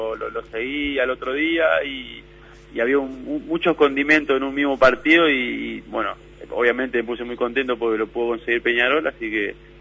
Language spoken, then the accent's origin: Spanish; Argentina; accent: Argentine; al tercero ya me estaban molestando ahí con mi idioma, con mi acento argentino